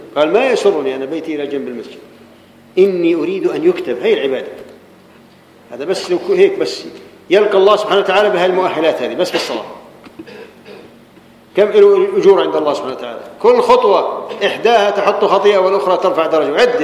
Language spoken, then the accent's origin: Arabic; Jordan; احنا عندنا في الاردن